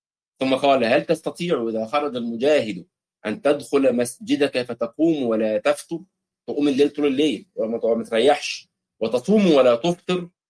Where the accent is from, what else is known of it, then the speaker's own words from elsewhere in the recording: Egypt; ولذلك نجد الاخوه في الخليج وفي عندنا في مصر في مطروح والبدو وفي الاردن